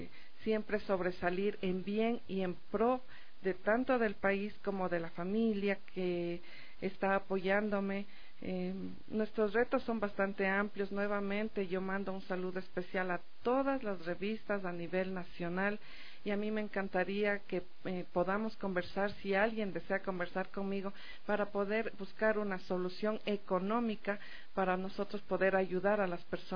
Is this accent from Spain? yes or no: no; Ecuador; resaltar el esfuerzo de mi pueblo ecuatoriano